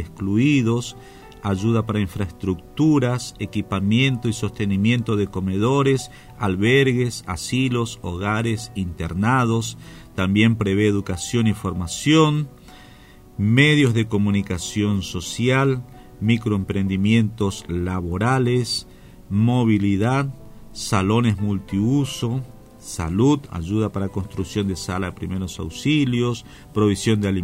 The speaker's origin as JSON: {"language": "Spanish", "region": "Formosa", "country": "Argentina", "said": "Nosotros también somos integrantes del Via Crucis Formoseños y nos sentimos muy emocionados porque estas palabras reflejan el sentimiento de mucho, por no ser atrevido y decir de todos los formoseños, de muchos formoseños que lo hemos conocido"}